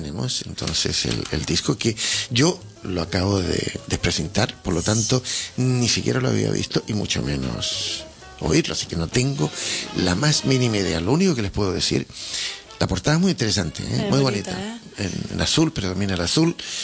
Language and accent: Spanish; Chile; yo como chileno y uno de cualquier otro sitio de Sudamérica, pues mira, somos sudamericanos